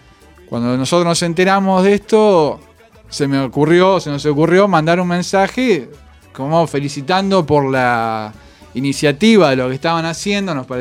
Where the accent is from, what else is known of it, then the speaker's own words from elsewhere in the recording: La Plata, Buenos Aires Province, Argentina; No, yo soy de acá.